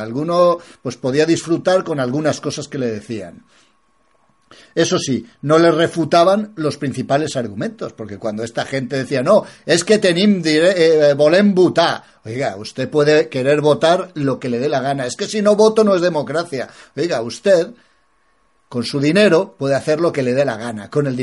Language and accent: Spanish; Spain; a mí la casta me da vergüenza como español que ama España